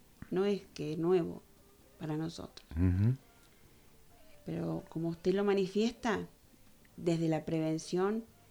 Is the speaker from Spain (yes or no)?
no; Capilla del Monte, Córdoba, Argentina; born there; Nosotros, yo soy nacida en Capilla del Monte, conozco el Capilla de ayer, conozco el Capilla de hoy.